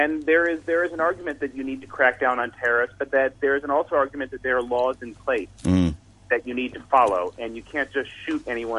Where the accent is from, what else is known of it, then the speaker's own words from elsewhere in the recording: United States; accent: American; As you can hear from my accent, I'm an American